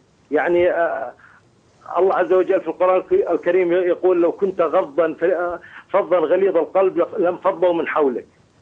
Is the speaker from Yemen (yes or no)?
no; Najd, Saudi Arabia; وتعود أصولهم إلى قبائل موجودة عندنا في نجد.